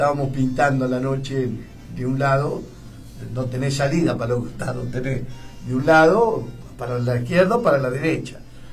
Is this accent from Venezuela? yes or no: no; Rosario, Santa Fe, Argentina; aunque yo soy rosarino